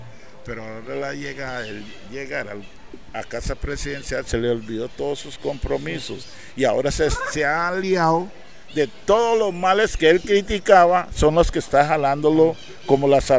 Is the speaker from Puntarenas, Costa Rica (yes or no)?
no; Limón, Costa Rica; No nos ven con ojos que somos costarricenses